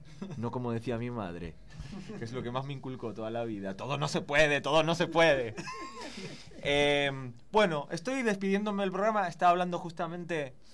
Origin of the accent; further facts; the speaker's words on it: Buenos Aires, Argentina; Recordad que soy argentino porteño. Mira, ya he vuelto al castizo, voy a seguirlo en porteño argentino. Que soy porteño